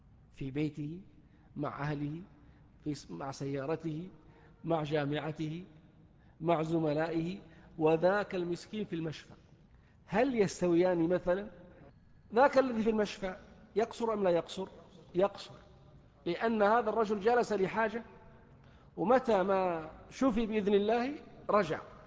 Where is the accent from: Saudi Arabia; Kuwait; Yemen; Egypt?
Saudi Arabia; الآن في الشارع في رمضان عندنا في السعودية